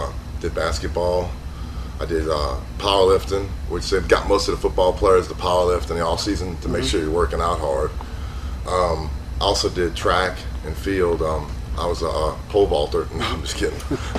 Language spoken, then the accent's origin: English; New Orleans, Louisiana, United States; First of all, I was born in New Orleans, Louisiana. You know, I was born in 1969. I grew up and spent all my childhood in New Orleans.